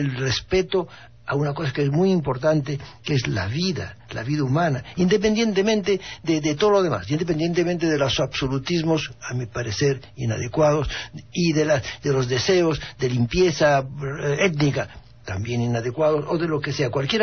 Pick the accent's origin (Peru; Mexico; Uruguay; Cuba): Peru; also born or lived in Spain; tengo la doble nacionalidad, pero te debo decirte que tengo conflictos. Soy peruano y español.